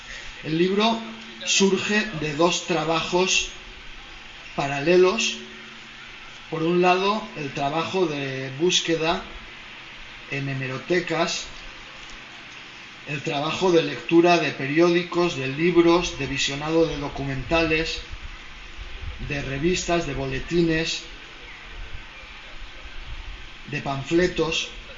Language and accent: Spanish; Barcelona, Catalonia, Spain; nos pregunta en catalán si somos de Barcelona, le decimos que sí